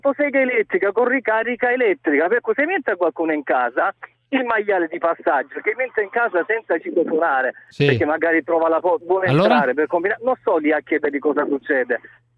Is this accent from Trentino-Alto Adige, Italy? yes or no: no; Taranto, Apulia, Italy; now in Lecce, Italy; in questo momento mi trovo a Lecce per lavoro, sono di Taranto, ma sto a Lecce.